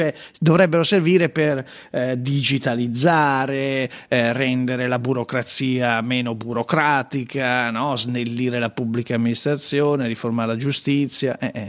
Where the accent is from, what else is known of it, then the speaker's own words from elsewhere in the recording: Lombardy, Italy; Io mi sa che da lombardo